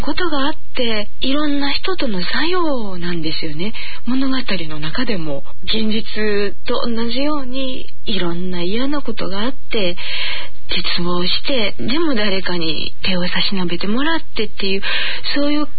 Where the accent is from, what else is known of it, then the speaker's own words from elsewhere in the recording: Osaka, Japan; 江戸言葉って私は大阪人なので、江戸弁っていうのは体の中にないわけですよ。